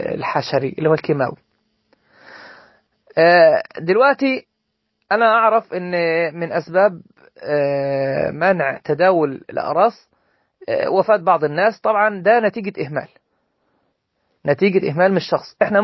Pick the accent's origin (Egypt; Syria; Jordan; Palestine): Egypt; فاحنا بغض النظر عن ان انا مثلا مصري